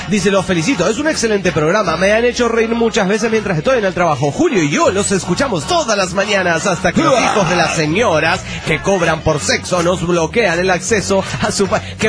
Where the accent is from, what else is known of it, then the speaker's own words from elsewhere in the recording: Lima, Peru; Y yo como soy latina de Lima, Perú.